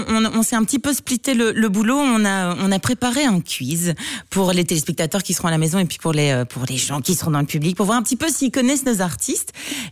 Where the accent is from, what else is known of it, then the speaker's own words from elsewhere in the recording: Liège, Wallonia, Belgium; also born or lived in Brussels; Moi je suis quand même liégeoise, donc n'oublions pas que je suis liégeoise, donc je connais Bruxelles parce que je suis bruxelloise d'adoption